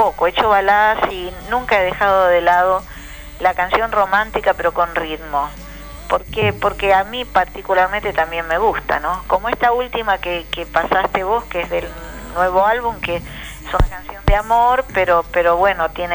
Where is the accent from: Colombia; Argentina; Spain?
Argentina; Paso del Rey, Buenos Aires Province; yo soy de Paso del Rey